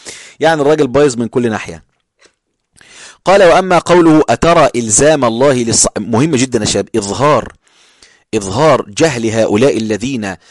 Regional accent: Egypt; عندنا إحنا عندنا في مصر كلمة بارد يعني ما بيحسش

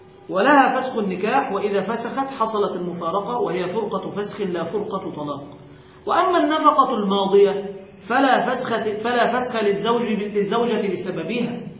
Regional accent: Egypt; وهذا المعتاد عندنا في مصر بهذه الصورة

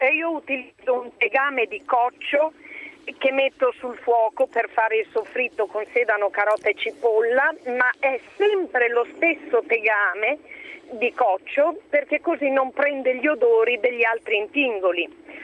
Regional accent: Malalbergo, Emilia-Romagna, Italy; now in Jesi, Italy; perché sono originaria di Malalbergo, nella provincia di Bologna.

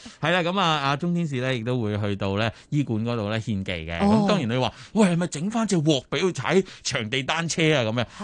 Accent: Hong Kong; 但系有阵时作为香港人，你睇下啫，睇下啲靓女打下排球啫

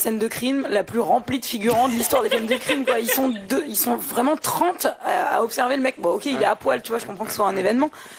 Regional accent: Marseille, Provence-Alpes-Côte d'Azur, France; Elle est surtout très cagole, hein. Moi, je viens de Marseille, je peux le dire.

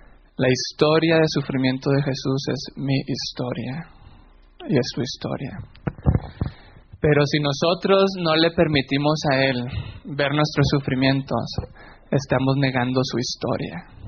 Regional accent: Mexico; Soy mexicano. No sé qué acento tengo porque me dicen que tengo muchos acentos. Porque he escuchado mucho a los venezolanos y a los colombianos. Pero también hablo mexicano mezclado con algo de pocho, spanglish.

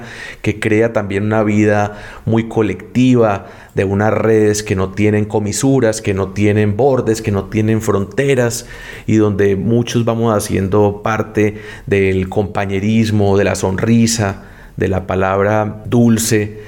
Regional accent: Medellín, Antioquia, Colombia; Leerlo para la dignidad y merecernos también cerrar heridas como colombianos, como latinoamericanos y en especial como antioqueños y como medellinenses

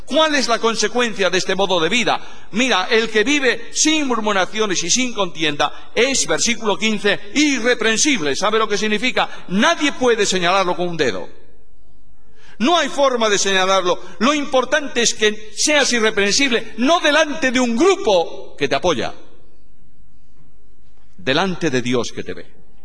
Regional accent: Galicia, Spain; En Galicia, mi tierra, hace muchos años, los campesinos se alumbraban con algo, llamaban allá el quinqué.

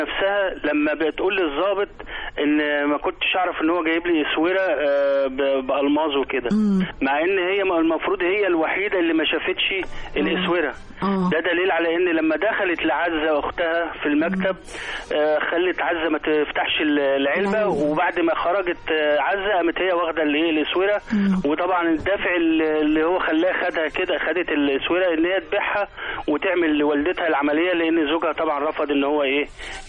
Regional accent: Qalyubia, Egypt; من الأليوبية إن شاء الله

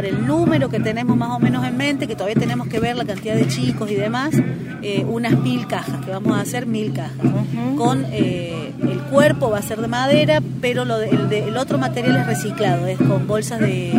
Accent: Cosquín, Córdoba, Argentina; yo soy nacida y criada.

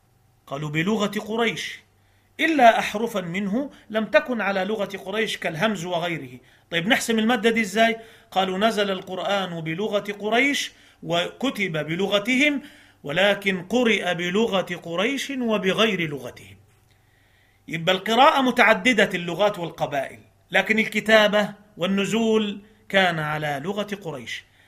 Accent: Egypt; عندنا في مصر كان برنامج زمان

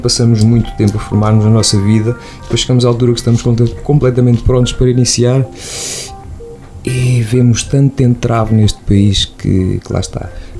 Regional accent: Lausanne, Vaud, Switzerland; tenho 36 anos, sou natural da Lausanne.

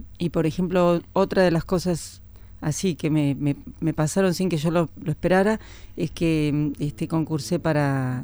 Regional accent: Buenos Aires, Argentina; Yo nací en Buenos Aires, en el barrio de La Paternal, y viví hasta los 23 años en Buenos Aires. Hice la escuela secundaria en el Normal 9, en Callao y Corrientes.

